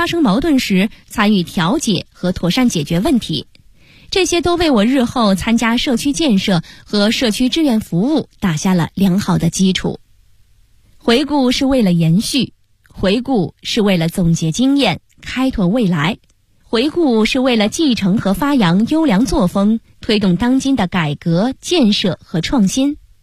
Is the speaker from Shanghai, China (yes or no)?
no; Changping, Beijing, China; 我是北京人，也是昌平人， 耄耋之年